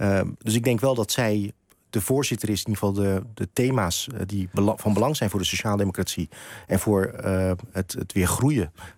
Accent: Rotterdam, South Holland, Netherlands; Ik ben gewoon geboren en getogen in Krooswijk.

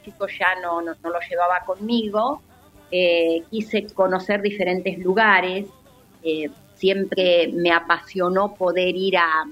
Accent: Argentina; Muy gritones somos los argentinos.

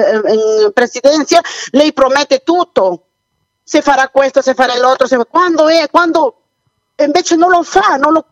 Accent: Peru; Italian is a second language; No, il mio paese già è un Venezuela, perché lei vede solo Lima, non è il Perù, non è solo Lima, il Perù deve andare nell'interiore

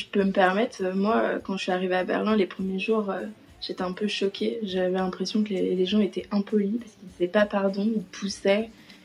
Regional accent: France; Alors comme toi et moi, on est tous les deux français et comme je pense la majorité de nos auditeurs, on est français ou francophone.

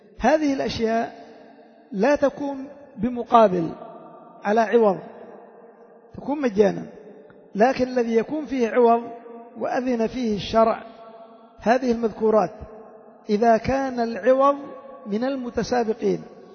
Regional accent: Yemen; إلا عندنا في اليمن لا راكب ولا صياد ولا شيء

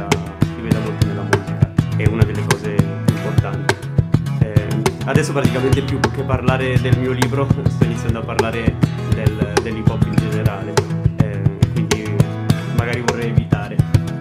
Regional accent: Erba, Lombardy, Italy; a Erba, perché io sono originario di Erba, sono nato.

